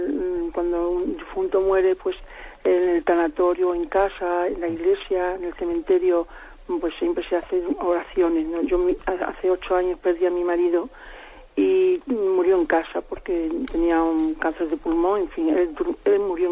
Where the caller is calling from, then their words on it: Salamanca, Castile and León, Spain; de Salamanca.